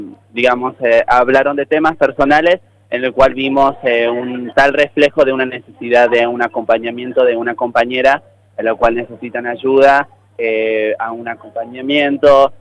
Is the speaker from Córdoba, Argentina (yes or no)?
yes; Córdoba, Argentina; yo soy de Córdoba